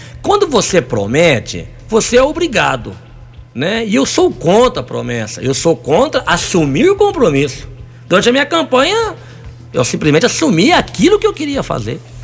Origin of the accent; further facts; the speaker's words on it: Arceburgo, Minas Gerais, Brazil; Eu sou arceburguense, ele também é. Eu não sou forasteiro. Eu amo Arceburgo. Eu fui criado em Arceburgo, né?